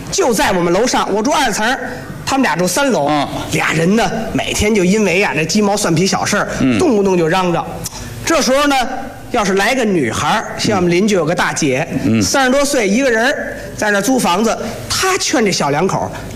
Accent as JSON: {"language": "Chinese", "region": "Beijing", "country": "China", "said": "真是说一帮咱们北京人上哪看人打架去这事儿不露脸对不对"}